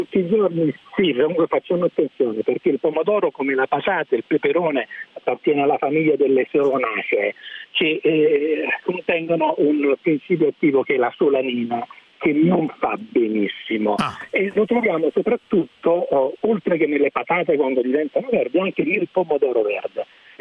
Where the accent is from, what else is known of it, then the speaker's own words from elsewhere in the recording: Naples, Campania, Italy; io sono napoletano, per cui apprezzo i pomodori del Vesuvio